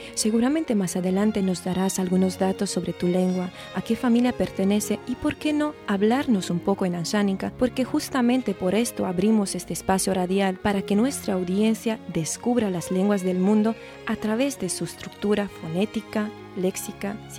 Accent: Romania; Spanish is a second language; now in Barcelona, Spain; soy rumana y estoy haciendo el doctorado en traducción jurídica aquí en la Universidad Pompeu Fabra.

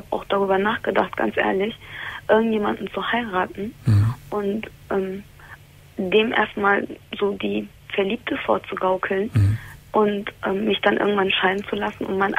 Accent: Turkey; Also, mein Problem ist, ich bin Türkin.

